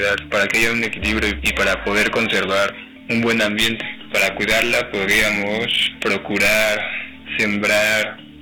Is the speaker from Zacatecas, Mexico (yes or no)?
no; Mexico City, Mexico; vengo del DF